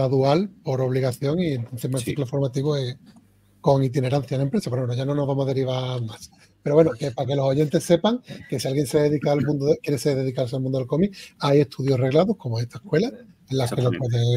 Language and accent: Spanish; Spain; soy autores españoles